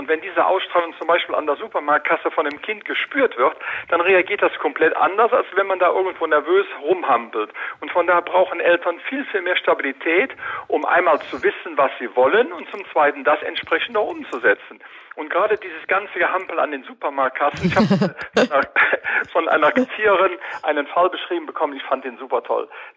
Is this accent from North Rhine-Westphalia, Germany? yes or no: yes; Cologne, North Rhine-Westphalia, Germany